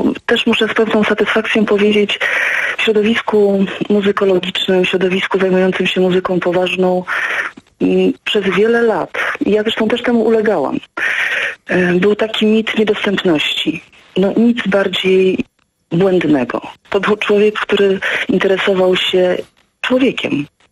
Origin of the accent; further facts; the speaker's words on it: Dębica, Subcarpathian Voivodeship, Poland; Ja jestem z Dębicy, ja jestem stąd.